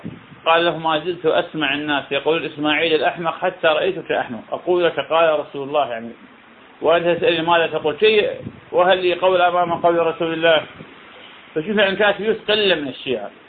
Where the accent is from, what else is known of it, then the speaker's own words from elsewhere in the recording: Iraq; هذا طبعا البصرة من أغلى المحافظات عندنا بالعراق